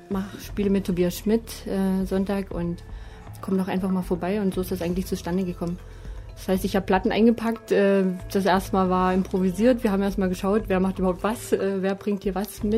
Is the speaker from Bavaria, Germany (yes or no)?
no; Bautzen, Saxony, Germany; now in Dresden, Germany; Ich bin ursprünglich aus Bautzen.